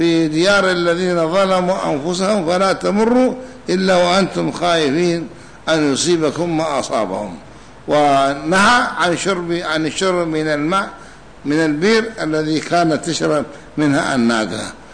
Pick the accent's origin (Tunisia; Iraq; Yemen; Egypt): Yemen; Hadhramaut; ولهذا جرت العادة عندنا في حضرموت وفي اليمن أنهم يقرؤون الفاتحة لكل شيء